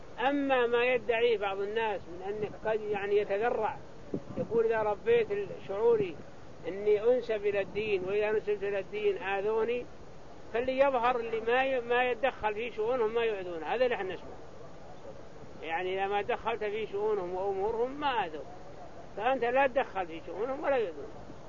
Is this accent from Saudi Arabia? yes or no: yes; Saudi Arabia; ما توسع بنيان مكة كغيرها من المدن عندنا في السعودية